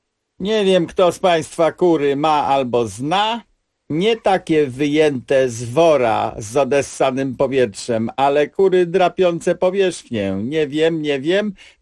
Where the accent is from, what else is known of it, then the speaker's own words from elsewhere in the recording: Pomeranian Voivodeship, Poland; U mnie na Kociewiu nie mówi się plewić ani pielić, jak w centralnej Polsce, tylko mówi się hakować.